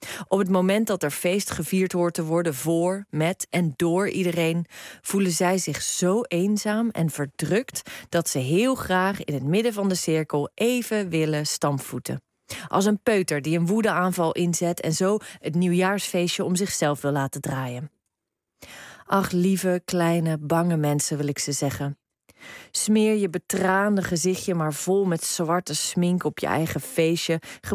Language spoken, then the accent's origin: Dutch; Rotterdam, South Holland, Netherlands; in mijn thuisstad Rotterdam